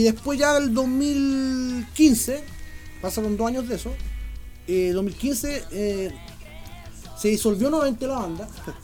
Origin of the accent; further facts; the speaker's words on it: Buin, Santiago Metropolitan Region, Chile; Aquí soy de Buin.